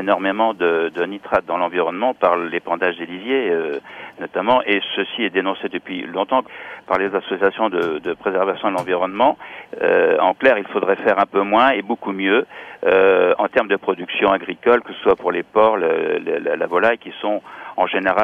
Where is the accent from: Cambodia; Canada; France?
France; Brittany; en tout cas chez nous en Bretagne